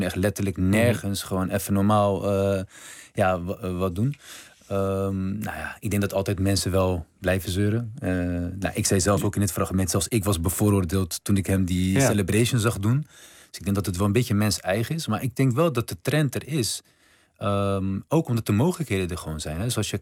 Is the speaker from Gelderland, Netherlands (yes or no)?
no; Rotterdam, South Holland, Netherlands; Kijk, mijn opa, we komen uit Rotterdam-Zuid.